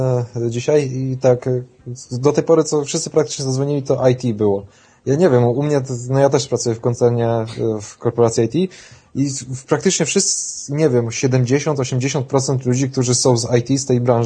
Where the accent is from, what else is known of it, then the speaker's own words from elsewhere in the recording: Wrocław, Lower Silesian Voivodeship, Poland; bo jestem z Wrocławia, życie we Wrocławiu jest trochę drogie